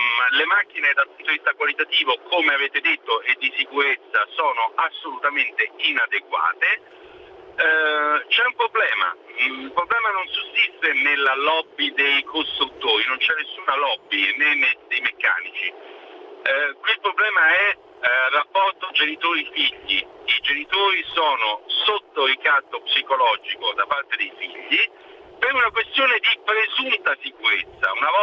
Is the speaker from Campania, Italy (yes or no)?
no; Rome, Lazio, Italy; io sono di Roma, Roma è invasa